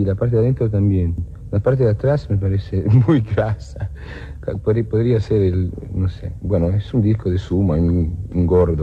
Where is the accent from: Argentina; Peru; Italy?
Italy; also born or lived in Scotland / England; Sí, pero yo soy un italiano que no es italiano. Mi mamá nació en China, mi padre en Turquía. Yo viví en Escocia, en Inglaterra. No sé.